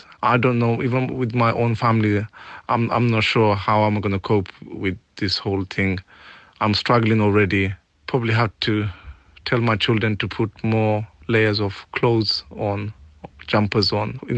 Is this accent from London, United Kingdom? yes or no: yes; Tower Hamlets, London, United Kingdom; I'm from Tower Hamlets.